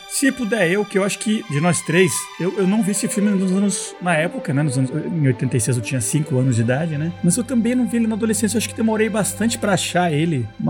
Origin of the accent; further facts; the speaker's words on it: Colombia; Isso lá na Colômbia, onde eu cresci, né? Eu me eduquei lá.